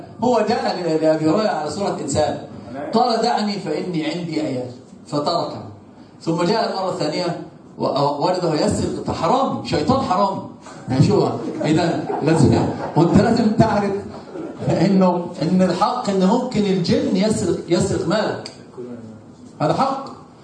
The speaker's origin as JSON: {"language": "Arabic", "country": "Egypt", "said": "شوفوا عندنا في مصر يقولون"}